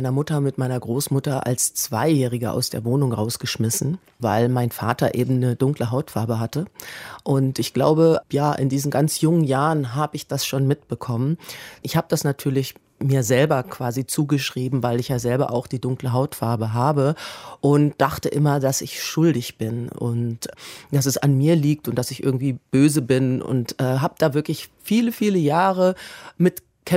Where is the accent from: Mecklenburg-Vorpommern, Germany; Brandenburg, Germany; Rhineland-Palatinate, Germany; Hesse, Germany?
Hesse, Germany; Kassel; meine Antwort war, ich komme aus Kassel.